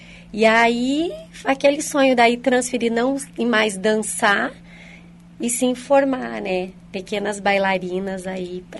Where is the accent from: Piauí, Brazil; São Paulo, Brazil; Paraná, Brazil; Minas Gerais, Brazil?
Paraná, Brazil; Francisco Beltrão; Minha cidade natal é Francisco Beltrão, interior do Paraná.